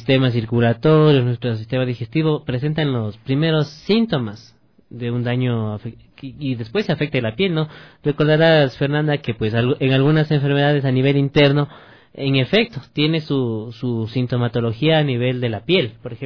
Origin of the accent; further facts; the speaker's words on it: Ecuador; nos enorgullecía como ecuatorianos que una ecuatoriana forme parte de una agrupación de corte internacional